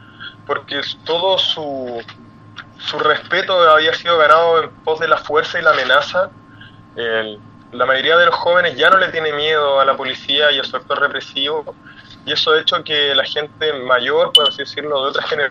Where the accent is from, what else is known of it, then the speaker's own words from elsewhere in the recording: Chile; lo que queremos es una nueva constitución que nos rija de ahora en adelante como chilenos cómo queremos vivir